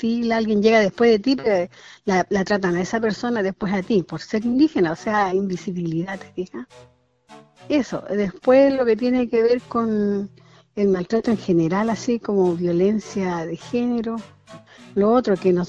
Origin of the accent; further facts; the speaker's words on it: Putre, Arica y Parinacota, Chile; now in Arica, Chile; provengo de la comuna de Putre, de Caquena, ahí están mis ancestros. Vivo actualmente en Arica